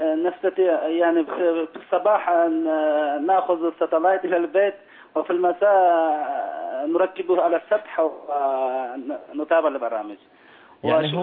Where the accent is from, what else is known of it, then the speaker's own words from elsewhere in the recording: China; Arabic is a second language; نحن يعني في الصين عده قوميات، ونحن يعني احدى القوميات من الصين